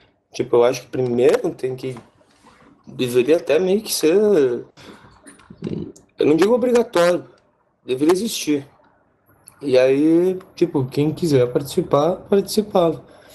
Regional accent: Santa Rosa, Rio Grande do Sul, Brazil; tipo de Santa Rosa, minha cidade natal.

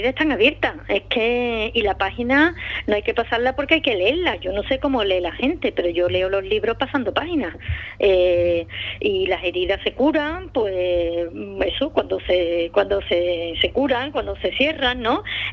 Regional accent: Andalusia, Spain; Y si es un pueblo como Ubrique y una sierra como la de Cádiz y en mi pueblo andaluz

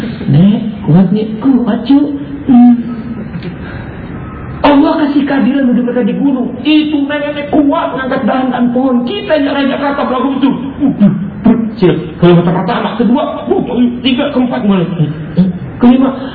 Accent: Jakarta, Indonesia; Karena kita orang Jakarta sedih lihat mereka

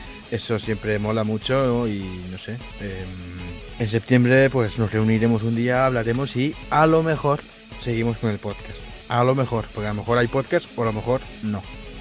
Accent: Galicia, Spain; Que soy gallego, oye.

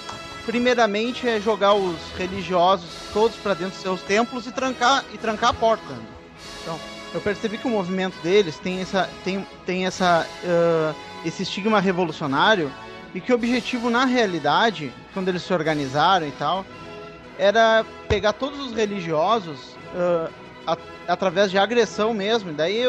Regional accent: Brazil; Você, eu sou ateu, sou brasileiro e sou ateu e tal.

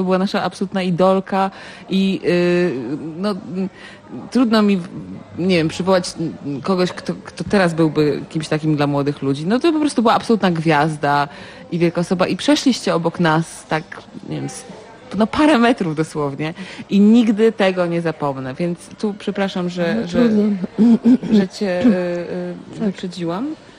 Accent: Gdynia, Pomeranian Voivodeship, Poland; born there; ja się urodziłam w Gdyni i ja tutaj bywałam lat temu, 25

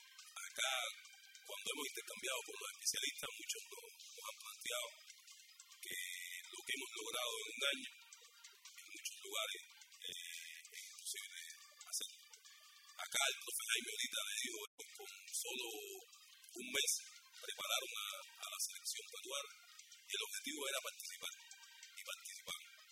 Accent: Cuba; Por muchos años practiqué en mi país, deporte de remo.

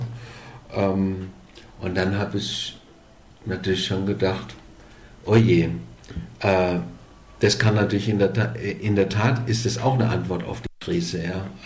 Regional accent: Germany; Ja, und ich war als Deutscher unglücklicherweise ein bisschen zu früh

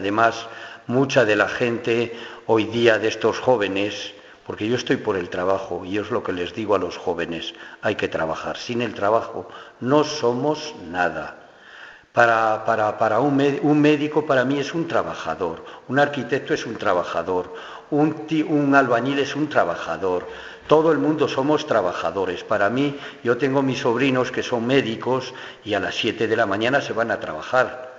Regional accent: Navarre, Spain; Y mi tierra, pues ya digo, Navarra, pues no es como en Madrid o en Cataluña, donde la mayor parte de la gente era de izquierdas.

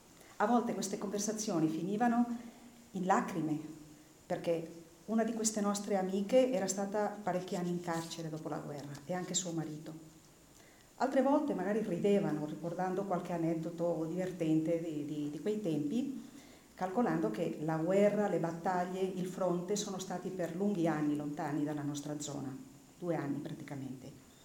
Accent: Cretas, Aragon, Spain; noi abbiamo cominciato questa ricerca sul mio paese nel lontano 1977

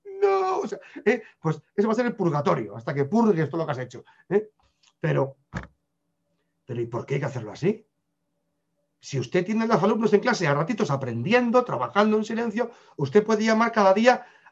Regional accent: Spain; Pasa que soy español, somos regañones.

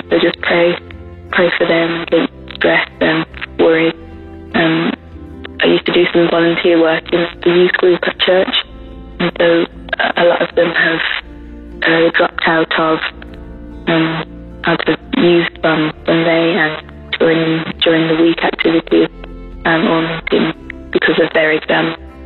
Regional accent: England, United Kingdom; from England.

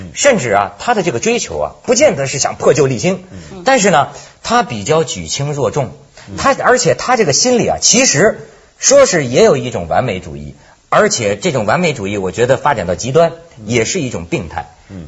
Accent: China; 因为我是大陆人，

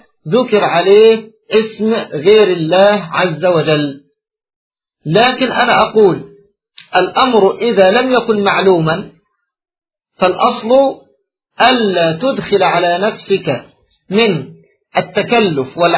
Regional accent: Egypt; عندنا في مصر

